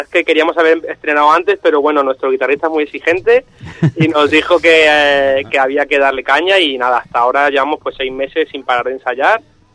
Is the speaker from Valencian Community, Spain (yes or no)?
no; Seville, Andalusia, Spain; Sí, sí, somos de Sevilla. Bueno, de Sevilla y alrededores.